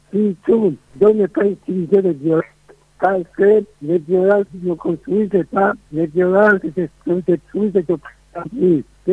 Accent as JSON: {"language": "French", "country": "Burundi", "said": "Je crois que les Burundais pourront quand même trouver une paix durable. Tout dépend de nous. Nous sommes des Burundais."}